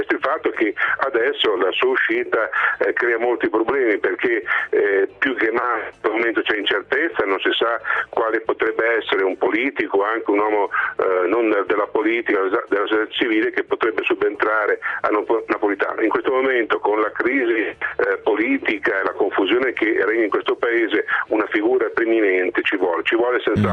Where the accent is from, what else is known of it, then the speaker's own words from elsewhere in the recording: Bologna, Emilia-Romagna, Italy; da bolognese so che lui sotto sotto può